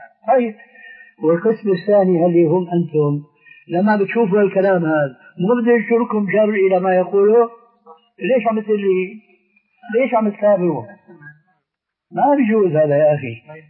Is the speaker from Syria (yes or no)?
yes; Syria; كما يقولون عندنا في الشام نقول أساطير